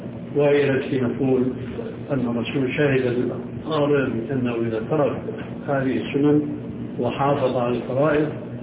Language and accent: Arabic; Syria; يمكن موجودة عندكم موجود عندنا في سوريا وأردن